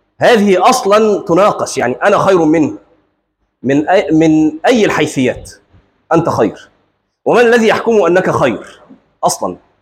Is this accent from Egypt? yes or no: yes; Egypt; وعندنا في مصر مثل مشهور